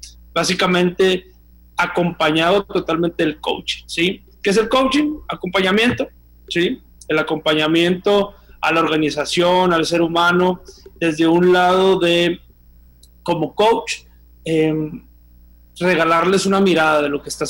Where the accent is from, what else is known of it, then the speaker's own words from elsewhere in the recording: Mexico; Como todo mexicano